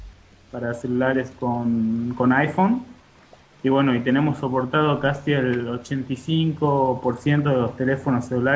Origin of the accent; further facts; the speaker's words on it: Salta, Argentina; Somos tres salteños y un muchacho de Buenos Aires.